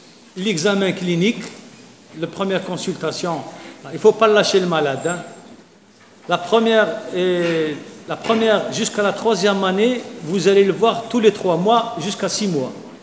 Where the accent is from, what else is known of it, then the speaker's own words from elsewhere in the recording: Algeria; Chez nous, en Algérie, il y a beaucoup plus de petites cellules.